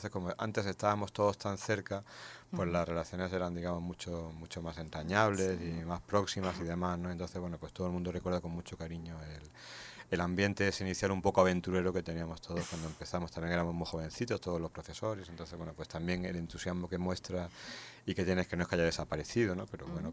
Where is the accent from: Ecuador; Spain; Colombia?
Spain; Granada, Andalusia; Pues hace poco yo soy de Granada y fui a sacar entradas para la Alhambra